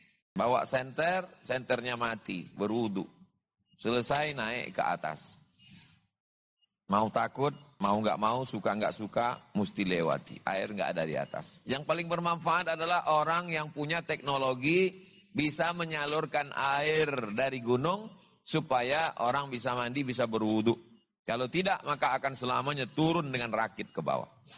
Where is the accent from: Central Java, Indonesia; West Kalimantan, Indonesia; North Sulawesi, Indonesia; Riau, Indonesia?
Riau, Indonesia; saya dari Riau, Pulau Sumatera.